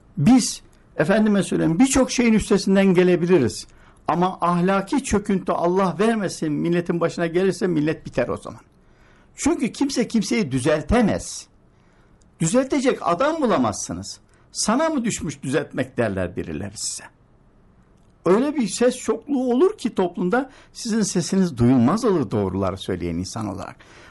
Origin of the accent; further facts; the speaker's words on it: Sakarya, Turkey; Ben hatırlıyorum ben Sakaryalıyım.